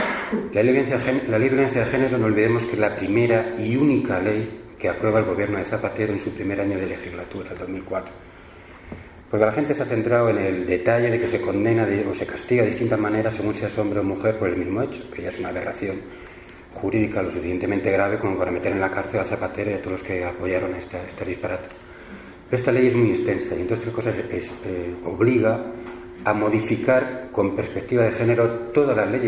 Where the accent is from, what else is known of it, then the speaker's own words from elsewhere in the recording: Madrid, Community of Madrid, Spain; Somos aquí todos de Madrid